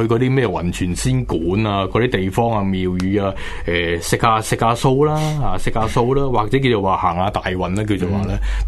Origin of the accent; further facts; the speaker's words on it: Hong Kong; 咁唔好话我哋香港人啦